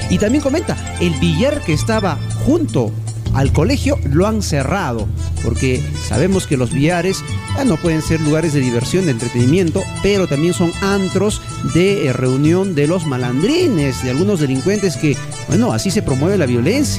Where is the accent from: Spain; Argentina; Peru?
Peru; Carhuaz, Ancash; en Carhuaz, bueno, yo soy de Carhuaz, no conozco mucho la realidad de los colegios aquí en Huaraz